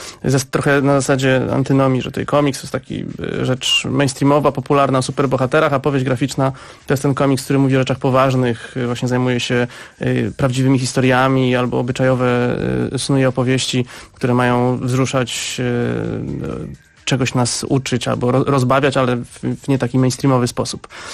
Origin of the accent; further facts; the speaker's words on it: Szczecin, West Pomeranian Voivodeship, Poland; Ja jestem ze Szczecina, więc jakoś od razu mnie to zaintrygowało i poczułem jakąś więź przez miasto, w którym oboje się wychowaliśmy.